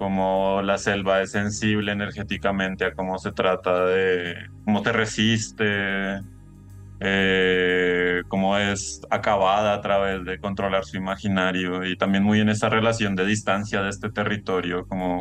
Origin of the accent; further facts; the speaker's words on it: Colombia; que yo soy de Colombia, ¿no? Yo soy colombiano de Colombia